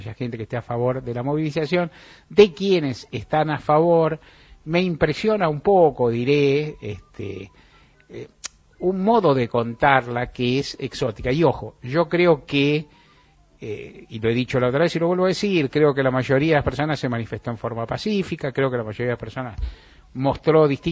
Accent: Argentina; todos somos argentinos

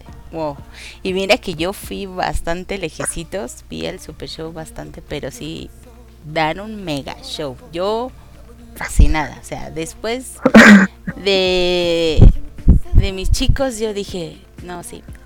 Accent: Mexico; yo soy de México.

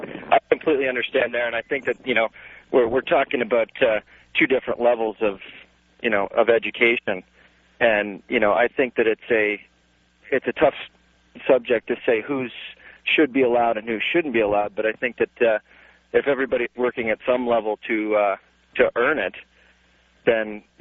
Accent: Canada; I'm from Canada, which is, you know, we don't expect you to know English and French, but you should know one of them.

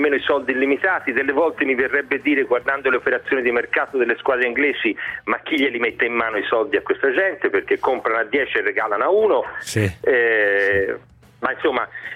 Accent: Florence, Tuscany, Italy; da fiorentino ti dico che i fiorentini sono gente strana

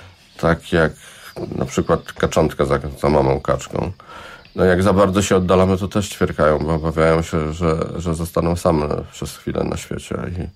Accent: Szczecin, West Pomeranian Voivodeship, Poland; moved away as an adult; now in Warsaw, Poland; Nie urodziłem się w Warszawie. Urodziłem się w Szczecinie i przeprowadziłem się na studia do Warszawy i zostałem tutaj już przez resztę życia.

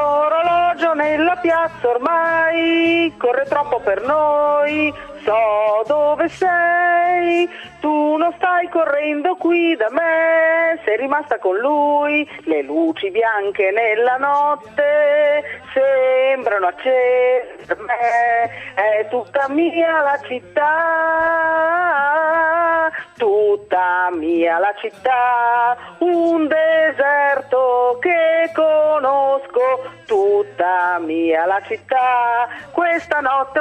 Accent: Milan, Lombardy, Italy; Vabbè, allora io sono milanese

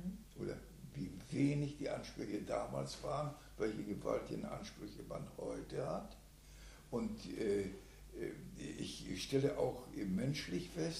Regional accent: Chorzów, Silesian Voivodeship, Poland; now in Germany; Ich bin, komme aus dem schlesischen Raum.

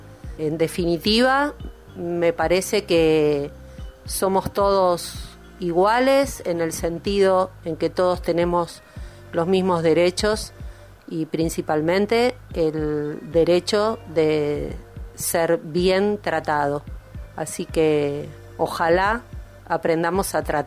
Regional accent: Buenos Aires, Argentina; moved away as an adult; now in Bariloche, Argentina; Yo vine de Buenos Aires, vivía en Buenos Aires. Llegamos a Bariloche el 27 de diciembre del año 2000, así que pronto se van a cumplir 20 años.

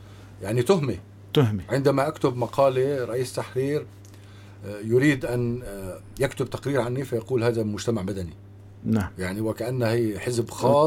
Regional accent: Syria; نحن كسوريين ينبغي أن يكون هناك هيئات مختلفة تمثلنا

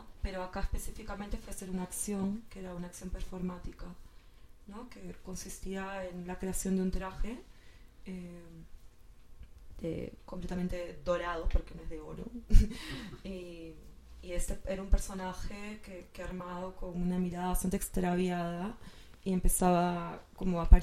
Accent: Peru; sobre todo ahora en mi país, ¿no? Que está, bueno, con estado de emergencia en Cajamarca

